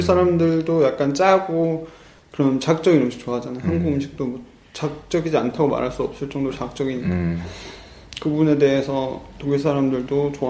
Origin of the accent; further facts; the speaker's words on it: Cheongju, North Chungcheong, South Korea; 청주에서 저는 고향이 청주거든요. 청주에서 중학교까지 졸업을 하고